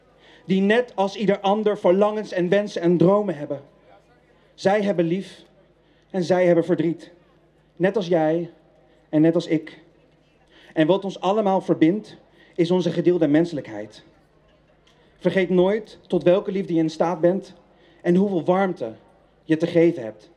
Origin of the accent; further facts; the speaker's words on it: Netherlands; Is Nederland ook niet iets wat wij, als mensen, als Nederlanders, zelf hebben bedacht?